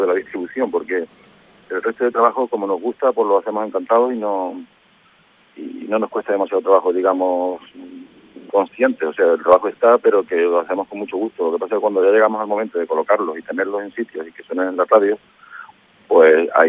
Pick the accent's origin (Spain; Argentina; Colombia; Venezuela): Spain; Córdoba, Andalusia; Nosotros somos de Córdoba